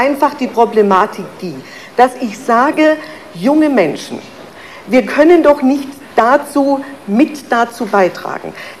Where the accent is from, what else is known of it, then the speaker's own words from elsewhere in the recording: Bavaria, Germany; ich bin eine Fränkin. Ich trinke auch sehr gern einen Schoppenwein.